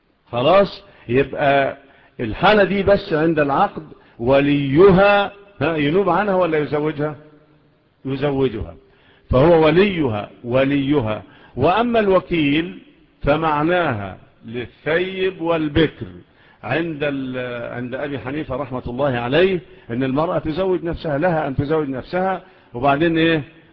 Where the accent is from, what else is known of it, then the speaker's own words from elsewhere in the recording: Egypt; والقضاء عندنا في مصر إلى الآن